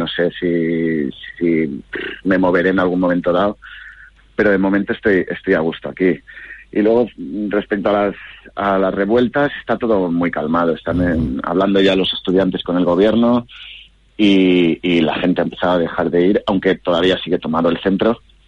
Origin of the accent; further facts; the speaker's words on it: Valencia, Valencian Community, Spain; now in Hong Kong; Yo de Valencia.